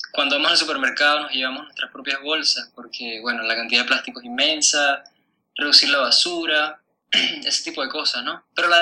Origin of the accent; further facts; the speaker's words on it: Caracas, Capital District, Venezuela; also born or lived in Europe; yo vengo de Caracas, que es una ciudad increíblemente contaminada.